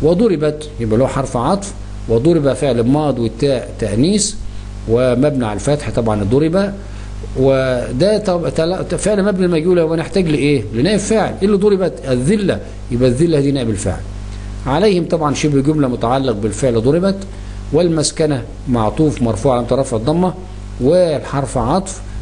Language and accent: Arabic; Egypt; مصر التي يقصد بها بلادنا مصر